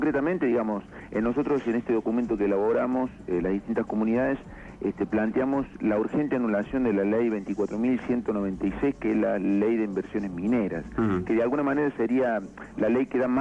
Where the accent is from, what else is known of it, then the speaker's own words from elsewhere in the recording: Córdoba, Argentina; accent: cordobés; moved away as an adult; now in Esquel, Argentina; notarás por mi tonada, yo soy cordobés, hace 7 años que estoy radicado en Esquel